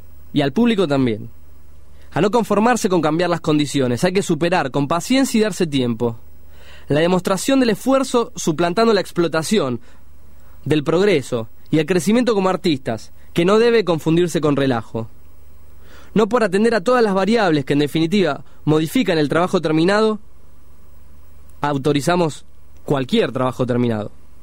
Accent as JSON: {"language": "Spanish", "region": "Buenos Aires", "country": "Argentina", "said": "La ciudad me pega porque yo soy porteño, me gusta el tango"}